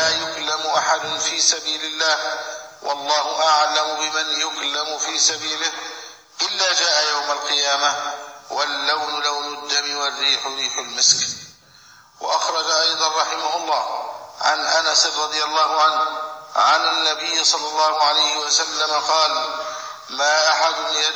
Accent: Egypt; ماذا يريد هؤلاء من بلدنا مصر ومن ولاتها

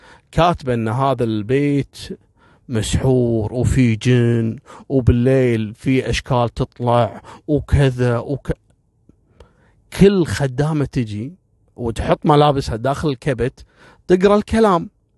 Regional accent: Kuwait; في بعض الوافدين عندنا في الكويت

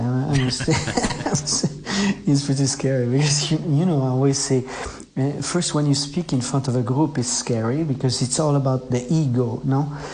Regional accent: France; accent: French; English is a second language; when I speak Italian, my French accent is so strong that I was very shy.

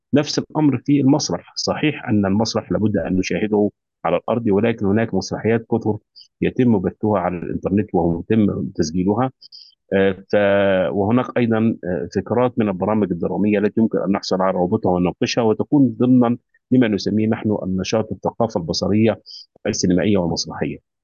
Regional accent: Egypt; now in Kuwait; أستاذ الأدب العربي والنقد والفكر، وأنا مصري مقيم في دولة الكويت حيث أعمل.

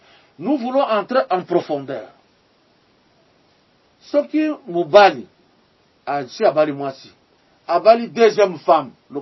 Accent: Paris, Île-de-France, France; moi je suis parisien hein.

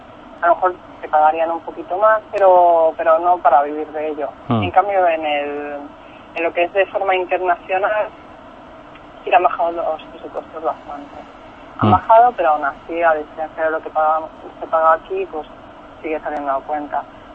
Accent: Japan; como yo provengo de Japón y Japón es la cuna, pues sí, me ha dejado huella.

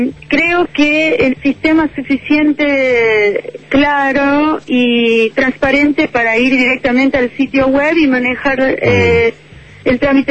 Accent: United States; Yo soy norteamericana, pero soy hija de padres argentinos.

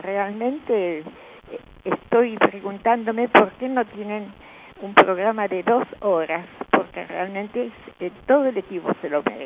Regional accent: Buenos Aires, Argentina; yo tengo 85 años, recuerdo los carnavales que pasaban por mi barrio. Yo soy de era de Villa Crespo, realmente era una belleza.

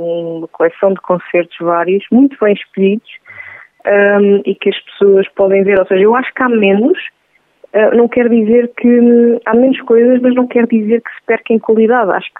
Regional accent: Centro, Portugal; eu como nascida e criada na Beira Interior

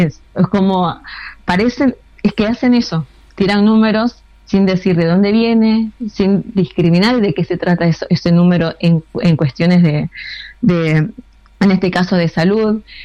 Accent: Bolivia; mi carnet de boliviana y quiero entrar a la Argentina

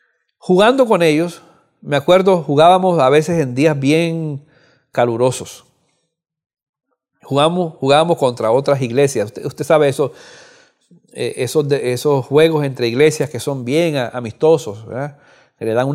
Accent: Cuba; Yo soy de Cuba

